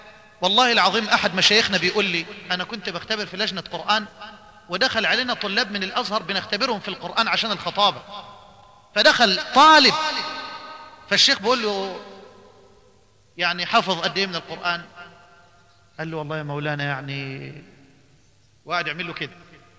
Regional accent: Egypt; عندنا في مصر الأسبوع اللي فات

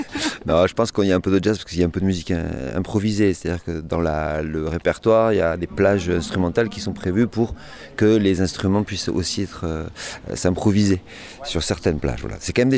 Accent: Nouvelle-Aquitaine, France; accent: Pyrénées-Atlantiques; Non, c'est sud de Bourges. C'est plutôt les Pyrénées Atlantiques.

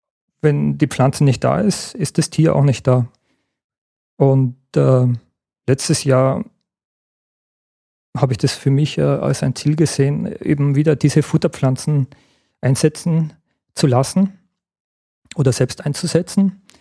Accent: Gmunden, Upper Austria, Austria; Ich denke gern an meine Kindheit und Jugend zurück. Ich bin ja in Gmunden aufgewachsen und kann mich an viele Schmetterlinge erinnern.

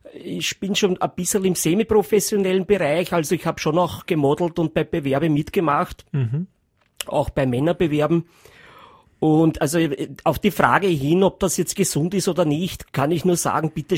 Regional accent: Vienna, Austria; ich komme aus einer ziemlich harten Familie, ja, das darf ich ruhig sagen, ich komme aus Favoriten, der klassische Arbeiterbezirk

